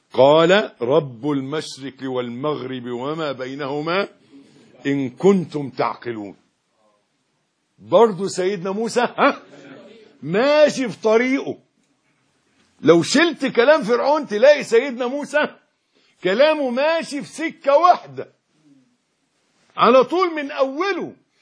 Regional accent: Egypt; احنا برضو احنا مصريين زي بعض

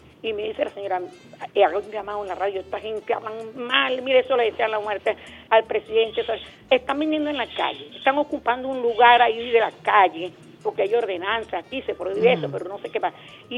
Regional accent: Caracas, Capital District, Venezuela; yo soy caraqueño de esta parroquia Santa Rosalía.

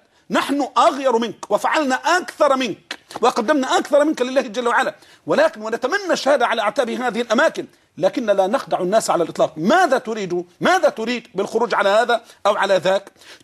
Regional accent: Egypt; احنا عندنا في السواد الاعظم عندنا في مصر بطالة اختيارية

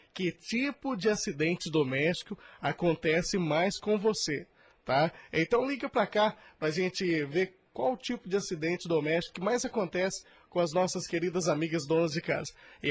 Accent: Fortaleza de Minas, Minas Gerais, Brazil; lá em Fortaleza de Minas, lá na minha terra, né?

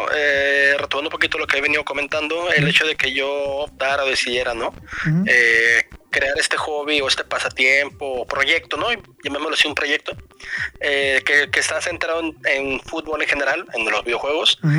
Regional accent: Mexico; yo creo que como buen mexicano todos empezamos de dos maneras en el mundo de los videojuegos.

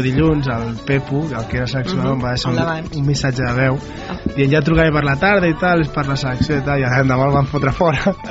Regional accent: Manresa, Catalonia, Spain; jo sóc d'aquí, mai he marxat

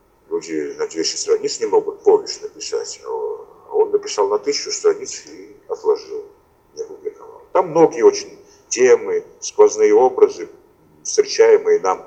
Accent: Tbilisi, Georgia; почему по случайности библиотечных потоков в моем родном городе Тбилиси, именно когда я учил английский язык

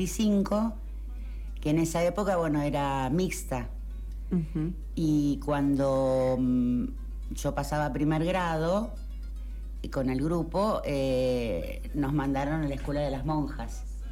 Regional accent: Mar del Plata, Buenos Aires Province, Argentina; born there; Yo en realidad, bueno, no nací acá, nací en Mar del Plata. Mi familia se vino por el tema del casino hace 60 años. Pero bueno, hice toda la escuela, el jardín de infantes a la secundaria, lo transité acá.

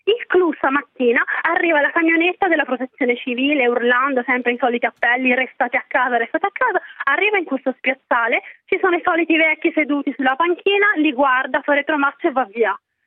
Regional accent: Ercolano, Campania, Italy; io chiamo da Napoli, sono di Ercolano precisamente

